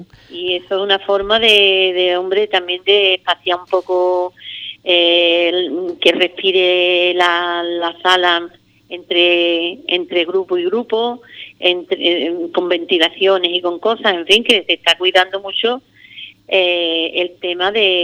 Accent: Ubrique, Andalusia, Spain; que mi pueblo tuviera algo específico y especial que se pudiera visitar con ese arraigo y con esa gusto, ¿no?, de que la gente pueda comprender lo que es la historia de Ubrique

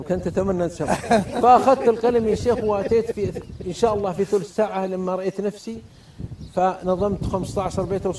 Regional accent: Riyadh, Riyadh Province, Saudi Arabia; وأنا من الرياض

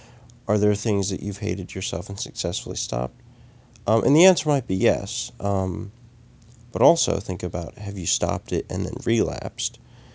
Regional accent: United States; born there; I was born in Western civilization, in the United States of America, where being is not valued nearly as much as doing.

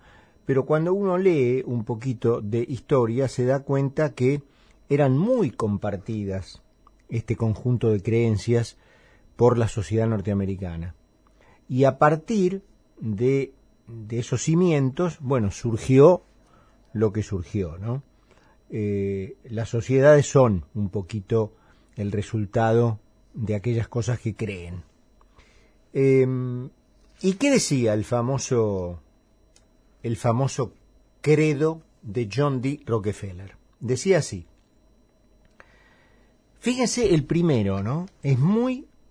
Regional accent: Argentina; Lo cual habla bastante de cómo somos los argentinos

